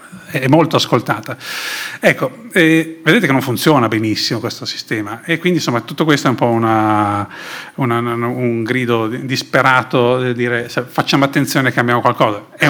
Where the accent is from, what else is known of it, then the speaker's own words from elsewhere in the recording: Sanremo, Liguria, Italy; born there; Io sono nato a Sanremo